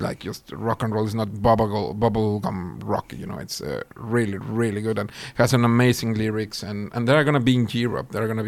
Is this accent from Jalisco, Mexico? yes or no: no; Mexico City, Mexico; now in Sweden; I was born and raised in Mexico City.